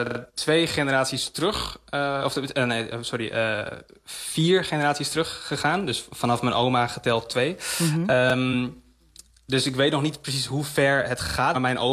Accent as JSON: {"language": "Dutch", "town": "Amsterdam", "region": "North Holland", "country": "Netherlands", "tie": "born or raised there", "said": "Ik ben opgegroeid in Amsterdam Nieuw-West. Dus ik had daar heel veel verschillende culturen om me heen."}